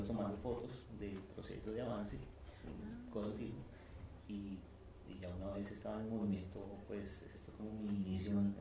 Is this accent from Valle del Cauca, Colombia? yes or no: no; Bogotá, Colombia; je suis de Bogotá, Colombia.